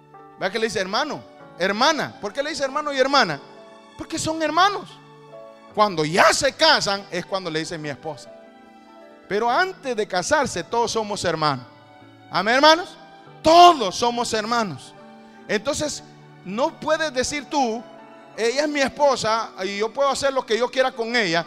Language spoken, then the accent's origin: Spanish; Mexico; le hablo de México, porque la mayoría somos mexicanos